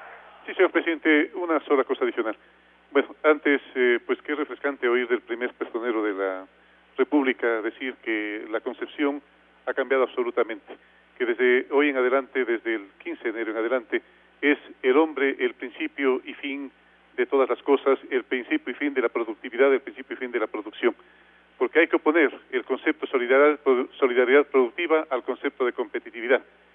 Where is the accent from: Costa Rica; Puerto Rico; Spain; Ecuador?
Ecuador; porque esos somos los ecuatorianos, seres de gran corazón.